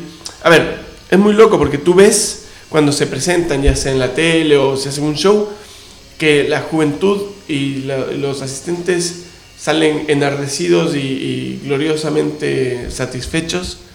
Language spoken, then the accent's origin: Spanish; Ecuador; Yo me crié en Ecuador.